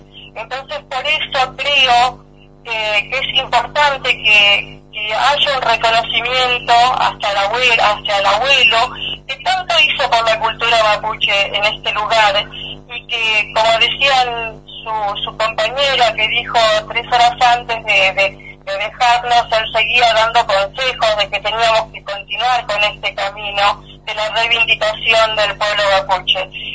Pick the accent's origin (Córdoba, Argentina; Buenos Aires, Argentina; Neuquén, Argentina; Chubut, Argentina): Buenos Aires, Argentina; Yo nací en Buenos Aires, mi madre se fue acá llevándome a mí en su panza, y bueno, me crié en Buenos Aires y estudié en Buenos Aires